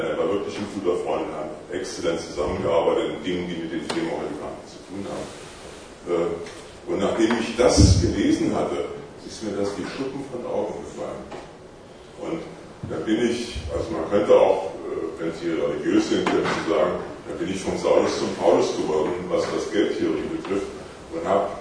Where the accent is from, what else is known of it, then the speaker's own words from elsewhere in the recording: Karlsruhe, Baden-Württemberg, Germany; ich bin aus Karlsruhe am Rhein, also das ist schon eine ziemliche Reise hierher